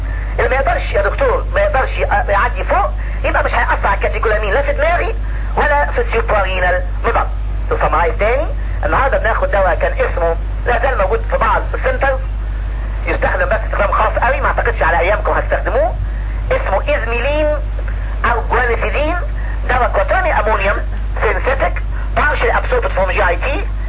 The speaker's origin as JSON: {"language": "Arabic", "country": "Egypt", "said": "احنا عندنا في مصر ريزلبين والفا ميثايل دوب بيستخدم في الاجزخانات"}